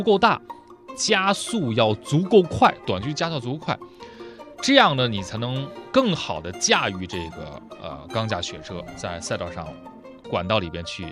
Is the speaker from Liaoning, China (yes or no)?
yes; Dalian, Liaoning, China; 我小时候是在大连，大连是一个山城啊，它那个坡很多